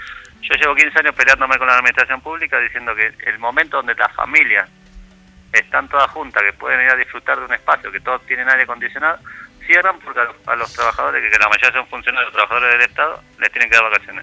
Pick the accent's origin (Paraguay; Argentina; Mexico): Argentina; Mar del Plata, Buenos Aires Province; Mar del Plata, de donde yo vengo